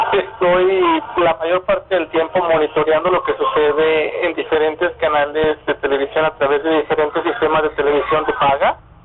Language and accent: Spanish; Monterrey, Nuevo León, Mexico; Yo nací en Monterrey, yo vivía en Monterrey